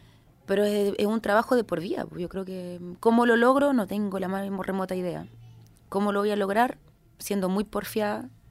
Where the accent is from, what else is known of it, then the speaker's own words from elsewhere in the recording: Chile; a mí misma me cuesta entenderlo, como siendo chilena